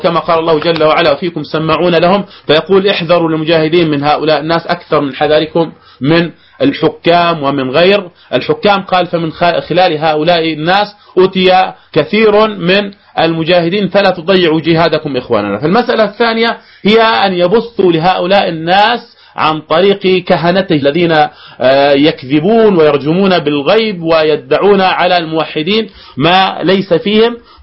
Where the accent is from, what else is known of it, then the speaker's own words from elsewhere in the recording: Jordan; الاختراق تم من الأردن، والتسلل تم من الأردن، ومن ثم وصل إلى بلاد الشام